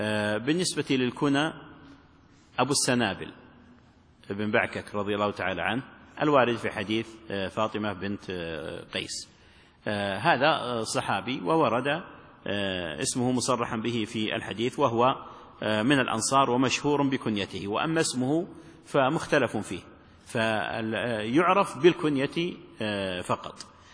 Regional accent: Najd, Saudi Arabia; لا وقت قريب عندنا في نجد اللقب يلزم الإنسان لأتفه الأسباب

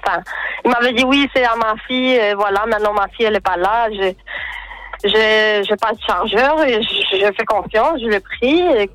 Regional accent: Spain; Ça va, je viens d'Espagne.

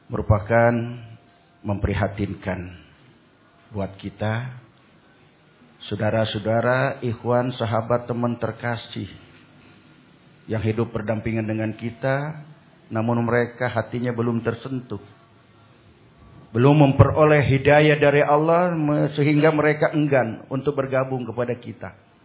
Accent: Pandeglang, Banten, Indonesia; Ya, saya juga dari Pandeglang, dari Kulon, berarti satu guru satu ilmu, jangan ganggu.

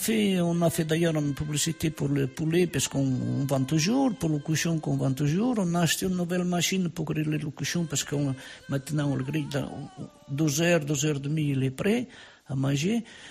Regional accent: Portugal; moved away as an adult; also born or lived in Spain; now in Orléans, France; j'étais au Portugal et dans ma jeunesse, j'étais en Espagne

